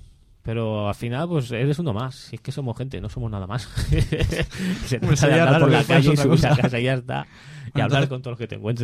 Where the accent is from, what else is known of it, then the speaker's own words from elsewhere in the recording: Novelda, Valencian Community, Spain; Está en todos lados, en Novelda, en La Romana, yo soy de Novelda